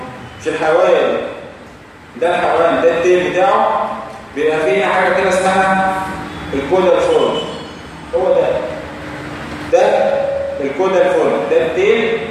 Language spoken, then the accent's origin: Arabic; Egypt; السيرفايكال تيوبركلين تيست ده اللي بنستخدمه عندنا في مصر